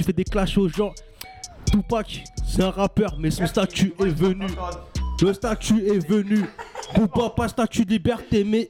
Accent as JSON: {"language": "French", "town": "Montreuil", "region": "Île-de-France", "country": "France", "tie": "born or raised there", "said": "Je suis né à Montreuil sous bois, 100% Montreuil. Montreuil sous bois pur, 93-100."}